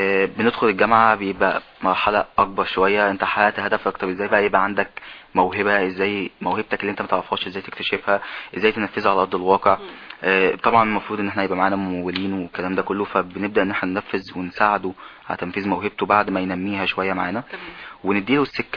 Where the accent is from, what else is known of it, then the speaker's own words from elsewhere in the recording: Egypt; الحاجات العلميه اللي طالعه جديد عندنا في مصر هي قديمه قوي